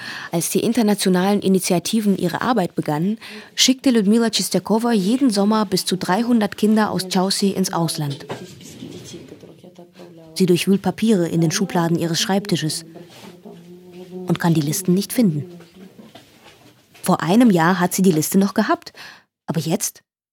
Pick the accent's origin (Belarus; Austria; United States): Belarus; now in Germany; Als Kind wollte ich meine Heimat nie verlassen und heute lebe ich in einem fremden Land. Ich vermisse meine Eltern und die Heimat, obgleich ich mir ganz im Klaren bin, dass ich in Deutschland einen höheren Lebensstandard und bessere berufliche Perspektiven als in Weißrussland habe.